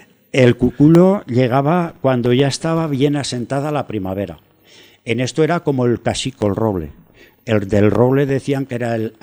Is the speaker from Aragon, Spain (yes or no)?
yes; Sabiñánigo, Aragon, Spain; cerca de Sabiñánigo, mi pueblo, donde nací yo